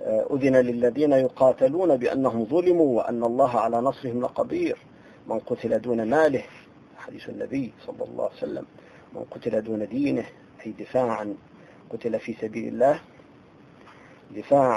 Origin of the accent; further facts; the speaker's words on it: Syria; في مصر بيسموهم بلطجية، نحن عندنا في سوريا بيسموهم الهمشرية